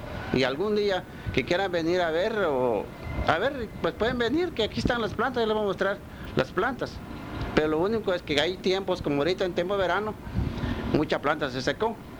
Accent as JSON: {"language": "Spanish", "town": "Melchor de Mencos", "region": "Petén", "country": "Guatemala", "tie": "born or raised there", "said": "Yo crecí aquí en Melchor de Mencos"}